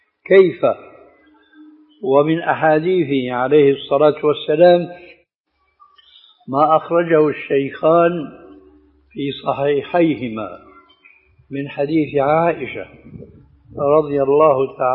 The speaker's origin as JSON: {"language": "Arabic", "town": "Damascus", "region": "Damascus Governorate", "country": "Syria", "said": "عندنا في دمشق"}